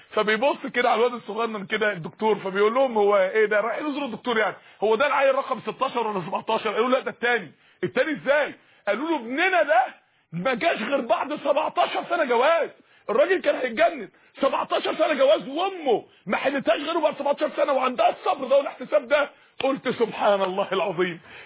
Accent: Mansoura, Dakahlia, Egypt; عندنا اخت في المنصورة، عندنا في المنصورة

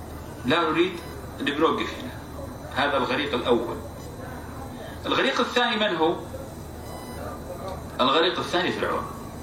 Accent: Saudi Arabia; عندنا في السعودية كلهم يصحوا

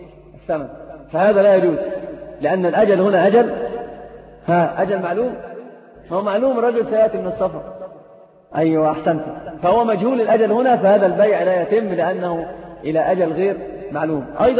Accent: Egypt; أيضا عندنا في مصر شيء اسمه النقطة

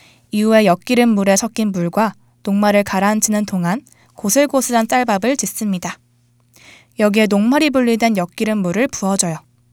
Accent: Andong, North Gyeongsang, South Korea; 사실 제 고향인 경상북도 안동에서는 우리가 흔히 식혜라고 부르는 옅은 갈색 음료를 감주라고 불러요

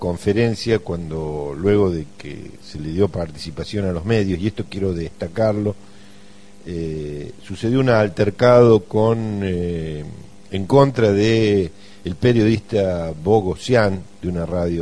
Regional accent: San Pedro, Córdoba, Argentina; me presenté como que soy de San Pedro, no de Villa Dolores

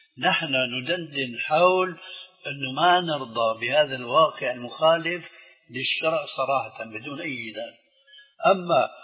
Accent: Syria; كما يقولون عندنا في الشام

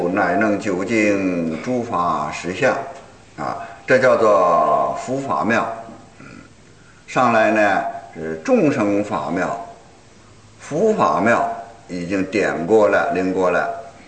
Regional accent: China; 那可不是像我们中国人说的，才高八斗，学富五车

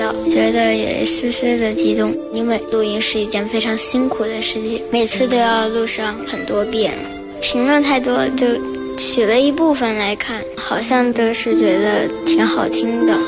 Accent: Beijing, China; 我出生在这儿，也居住在这儿，这里我有好多好朋友，从小玩到大的。我爱北京，

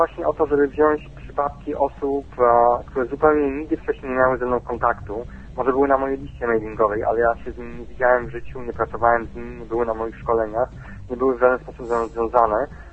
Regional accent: Warsaw, Masovian Voivodeship, Poland; Ale jestem z Warszawy.

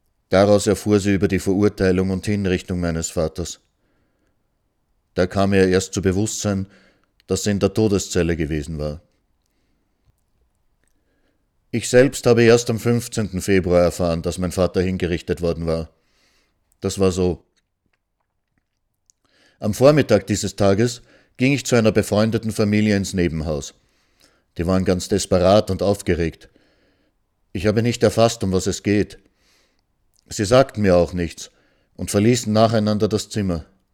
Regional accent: Austria; moved away; Erst nachher hat sich meine Mutter bereit erklärt, ins Ausland zu gehen. Dann sind wir aus Österreich geflüchtet. Wir wussten schon, dass es in die Sowjetunion gehen wird.

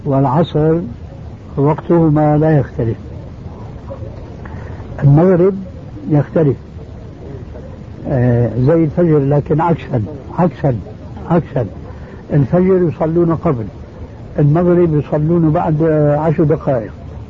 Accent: Jordan; خاصة عندنا في الأردن

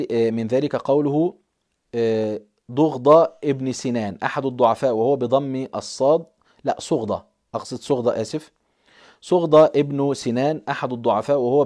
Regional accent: Egypt; هو كلمة دعبس دي عندنا في مصر مشهورة أحيانا

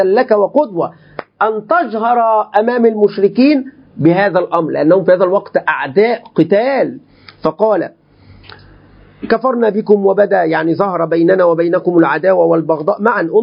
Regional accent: Egypt; كلمة بقى دي يعني أنا كعمي مصري يعني دايما نقول هذه الكلمة

